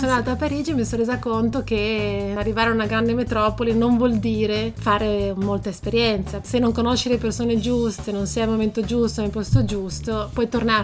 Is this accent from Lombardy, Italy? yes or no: no; Trieste, Friuli-Venezia Giulia, Italy; also born or lived in Venice; now in Paris, France; Sono triestina, ho studiato a Venezia, diciamo, la mia vita è stata be